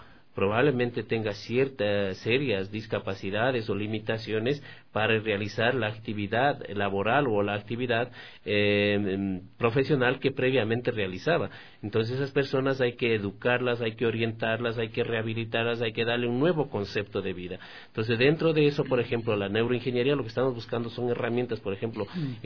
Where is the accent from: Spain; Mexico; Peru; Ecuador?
Ecuador; Guaranda, Bolívar; born there; yo nací en Guaranda, entonces decíamos, éramos vecinos.